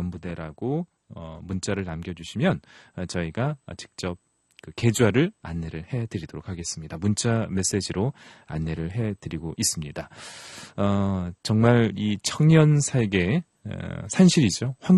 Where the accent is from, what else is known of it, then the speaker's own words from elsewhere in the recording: Nonsan, South Chungcheong, South Korea; 저도 논산 출신인데요.